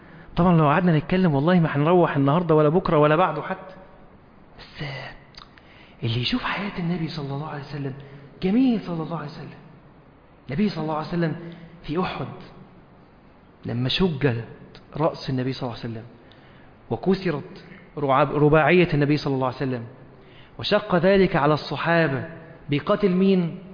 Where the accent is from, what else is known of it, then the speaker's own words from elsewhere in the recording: Egypt; لان احنا عندنا في مصر في طرق كتير ما فيهاش عمدان نور